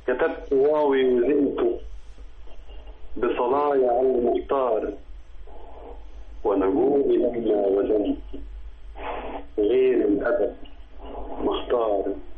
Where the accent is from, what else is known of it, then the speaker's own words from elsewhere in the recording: Sohag Governorate, Egypt; من قريه المسعيد الشرقيه.